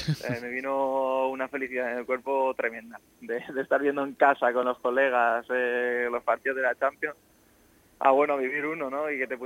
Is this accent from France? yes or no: no; Elche, Valencian Community, Spain; Es mi ciudad, es mi tierra y es mi equipo.